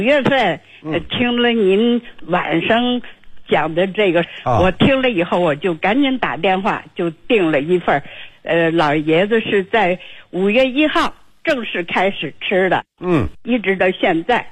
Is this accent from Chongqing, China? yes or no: no; Beijing, China; 我是北京的